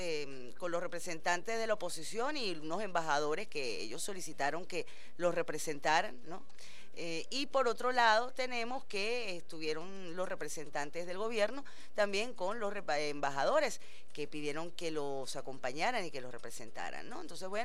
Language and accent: Spanish; Venezuela; somos hijos de Bolívar y Chávez. El venezolano es solidario, el venezolano es generoso, el venezolano es trabajador.